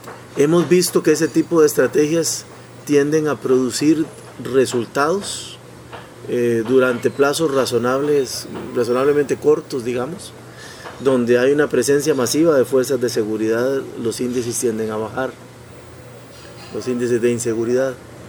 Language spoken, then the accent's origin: Spanish; Costa Rica; moved away; aquí hablo como costarricense, aunque vivo fuera desde hace años